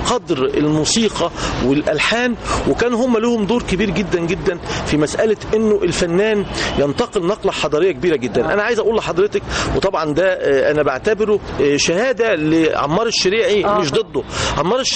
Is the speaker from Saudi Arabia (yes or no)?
no; Egypt; وإحنا كمصريين ما فيش شك إنه الشجن يعني يتحرك